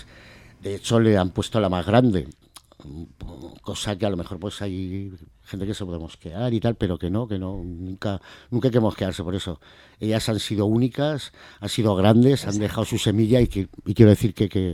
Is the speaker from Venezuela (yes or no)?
no; Cuarte, Spain; yo vine de aquí, de Albacete, me quedé en el parador de ciclista. Luego me subí a Cuarte y bueno, prácticamente mi niñez fue en Cuarte en todo.